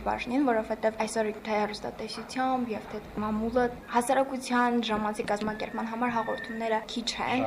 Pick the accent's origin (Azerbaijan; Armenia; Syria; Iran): Azerbaijan; Stepanakert; Ստեփանակերտից եմ։